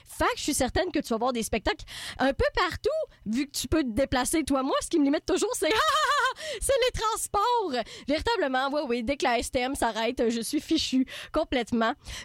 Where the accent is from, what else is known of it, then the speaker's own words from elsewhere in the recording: Trois-Rivières, Quebec, Canada; now in Montreal, Canada; je viens de Trois-Rivières, j'y retourne plus ou moins souvent. Je sais pas comment je peux me considérer trifluvienne ou montréalaise, puisque j'y habite depuis assez longtemps